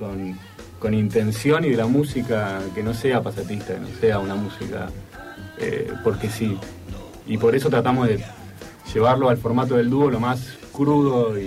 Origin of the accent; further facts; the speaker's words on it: Greece; Yo soy griego.